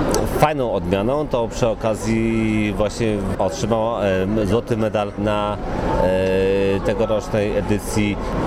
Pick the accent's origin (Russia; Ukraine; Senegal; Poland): Poland; Lublin Voivodeship; Pochodzę z Lubelszczyzny i powiem szczerze, że jest sporo zapytań właśnie o te odmiany browarne.